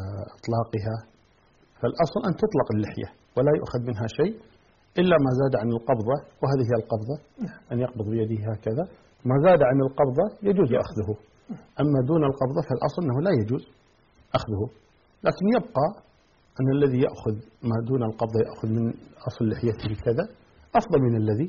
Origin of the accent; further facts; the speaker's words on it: Kuwait; يعني الآن مثلا عندنا في الكويت كمثال،